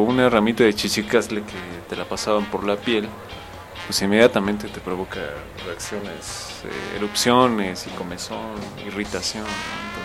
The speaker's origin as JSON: {"language": "Spanish", "town": "Tetela de Ocampo", "region": "Puebla", "country": "Mexico", "tie": "born or raised there", "said": "Yo soy originario de la Sierra Norte, allá por Tetela de Ocampo, un pueblo llamado Ixtolco. Un saludo a esa tierra."}